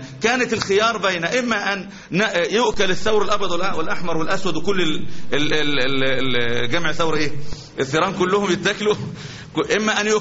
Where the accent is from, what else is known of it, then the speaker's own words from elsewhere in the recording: Algeria; إحنا عندنا في الجزائر كانوا ب90% نجاح